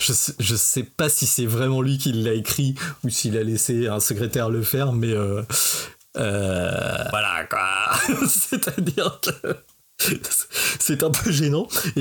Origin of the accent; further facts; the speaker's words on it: France; Mais voilà, chez nous, en France, on a eu les associations